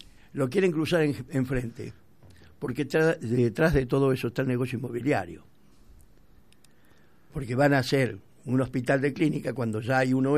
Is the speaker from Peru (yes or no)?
no; Argentina; Bueno, así somos los argentinos.